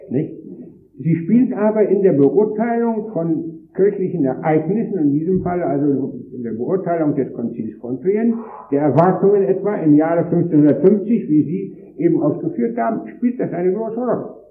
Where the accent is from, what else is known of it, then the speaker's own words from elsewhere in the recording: Wrocław, Lower Silesian Voivodeship, Poland; und in meiner Heimat Breslau